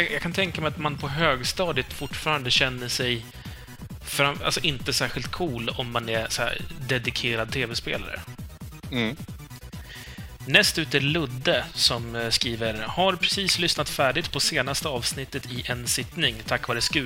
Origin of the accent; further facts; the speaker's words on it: Sweden; Ja, okej, men du säger Maggot, för jag kommer från Sverige.